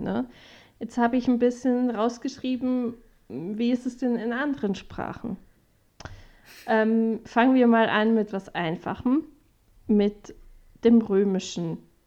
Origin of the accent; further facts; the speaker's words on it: Switzerland; mir als Schweizerin sehr gelegen.